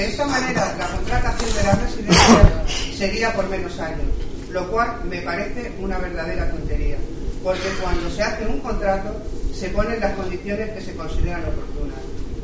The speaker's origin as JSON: {"language": "Spanish", "town": "Cabezuela del Valle", "region": "Extremadura", "country": "Spain", "moved": "yes", "said": "Cabezuela del Valle, ya que cuando venía de vacaciones observaba el deterioro que años atrás veía de mi pueblo."}